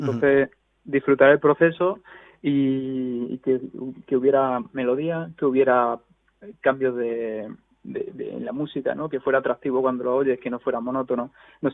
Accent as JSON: {"language": "Spanish", "town": "Córdoba", "region": "Andalusia", "country": "Spain", "tie": "born there", "lives_now": "Madrid, Spain", "said": "Sí, yo soy cordobés de nacimiento, pero llevo en Madrid viviendo bastante tiempo."}